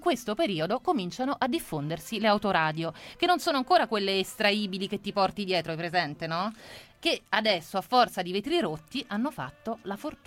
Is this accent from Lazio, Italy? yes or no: yes; Rome, Lazio, Italy; sono di Roma, di Rometta Bella